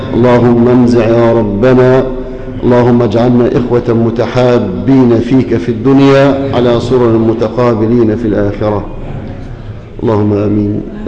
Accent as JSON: {"language": "Arabic", "country": "Egypt", "said": "واجعل بلدنا مصر أمانا مطمئنة"}